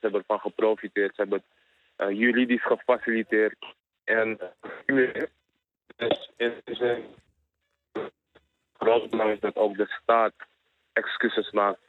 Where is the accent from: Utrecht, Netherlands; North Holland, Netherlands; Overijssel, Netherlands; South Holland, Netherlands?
North Holland, Netherlands; Amsterdam; ik voel me best wel trots als Amsterdammer dat de stad nu officieel excuses heeft gemaakt